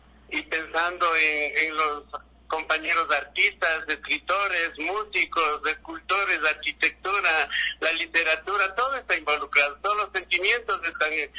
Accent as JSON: {"language": "Spanish", "town": "Otavalo", "region": "Imbabura", "country": "Ecuador", "said": "Yo soy ecuatoriano, yo soy otavaleño, entonces tengo que pintar nuestras costumbres, nuestras cosas que están cerca, pinto lo que yo conozco."}